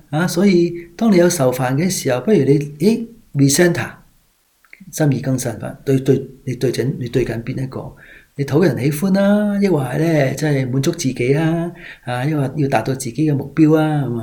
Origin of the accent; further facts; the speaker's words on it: Hong Kong; 我哋香港人咧，成日讲句即系俗语噶嘛。